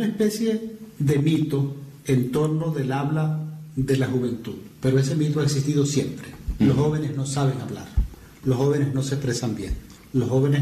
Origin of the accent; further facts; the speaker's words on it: Los Puertos de Altagracia, Zulia, Venezuela; also born or lived in Maracaibo; Yo nací en Maracaibo, pero no viví en Maracaibo, viví en los puertos de Altagracia.